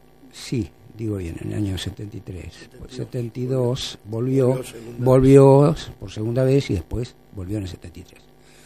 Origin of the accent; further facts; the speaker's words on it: Argentina; y ahí me integro como argentino a toda la comunidad latinoamericana